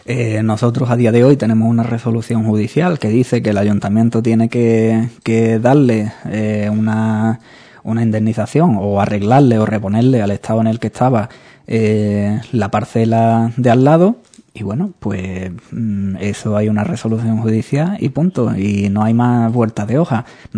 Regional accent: Andalusia, Spain; Bueno, somos andaluces y exageramos un poco

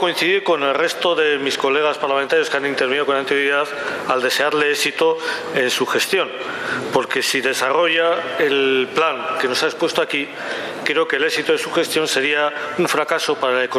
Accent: Basque Country, Spain; por ejemplo en mi país, especialmente en Euskal Herria

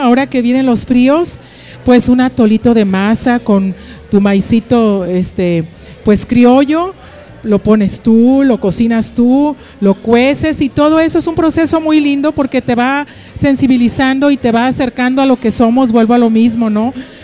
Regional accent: Nuevo León, Mexico; como mexicanos, como neoloneses, nos demos cuenta de las maravillas que tenemos

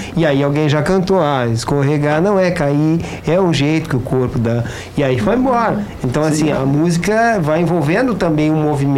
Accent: Brazil; Nós não somos europeus, nós somos brasileiros, né?

